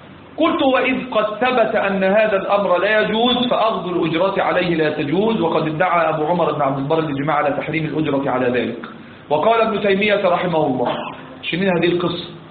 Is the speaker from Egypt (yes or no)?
yes; Egypt; كان زمان عندنا في مصر